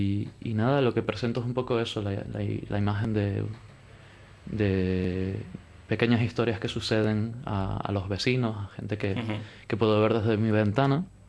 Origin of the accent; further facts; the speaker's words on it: Tenerife, Canary Islands, Spain; Yo creo que los tres venimos de Tenerife